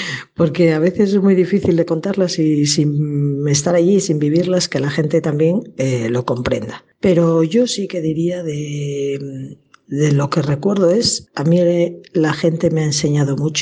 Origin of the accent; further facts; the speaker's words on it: Santander, Cantabria, Spain; born there; nací en Santander hace 46 años y allí estudié medicina en la Universidad de Cantabria. Justo 4 meses después de acabar medicina entré en la Congregación de Esclavas del Sagrado Corazón a la que pertenezco